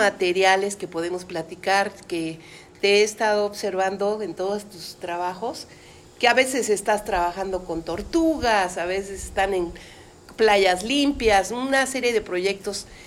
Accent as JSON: {"language": "Spanish", "country": "Mexico", "said": "A mí me da mucho orgullo, como mexicana, compartir estas experiencias"}